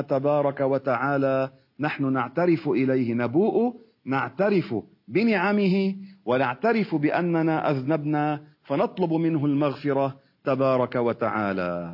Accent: Beirut, Beirut Governorate, Lebanon; هذا المدفون عندنا في بيروت

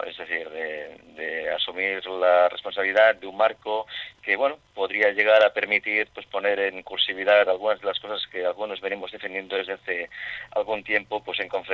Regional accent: Barcelona, Catalonia, Spain; now in Gijón, Spain; Yo he desarrollado toda mi vida profesional en Barcelona, como dices tú muy bien, porque me conoces perfectamente. Soy más barcelonés que las Ramblas, pero es verdad que hace 4 meses he iniciado pues una nueva aventura profesional y personal también, yéndome a vivir a Gijón

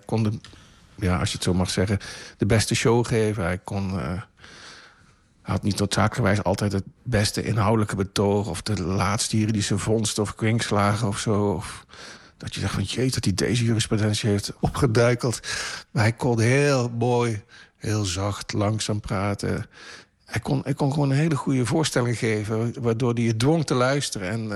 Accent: Limburg, Netherlands; Er zijn mensen die je in de gaten hield als Limburger. Dat doen Limburgers.

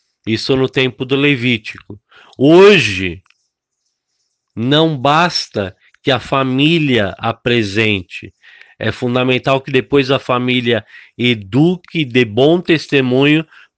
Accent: São Paulo, Brazil; Fiquei lembrando lá da Igreja Metodista no Brás, onde fui criado

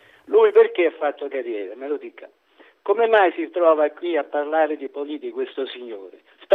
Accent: Benevento, Campania, Italy; io sono di Benevento.

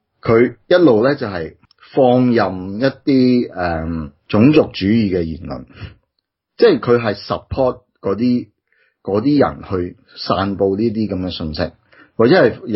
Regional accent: Australia; 因为我哋澳洲人嘛

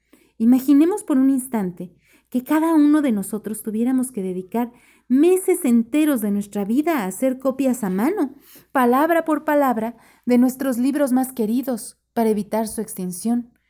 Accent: Mexico City, Mexico; also born or lived in Yucatán; yo como mexicana, cuando conozco un español o como chilanga, que es de la Ciudad de México, que conozco a un yucateco, yo vivía en Yucatán un tiempo

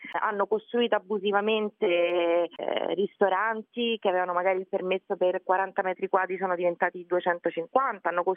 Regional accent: Ostia, Lazio, Italy; io sono nata e cresciuta peraltro a Ostia

